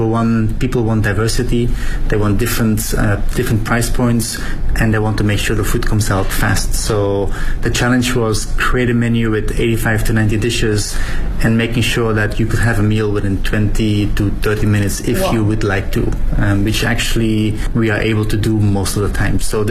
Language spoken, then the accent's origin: English; Belgium; English is a second language; I'm from Belgium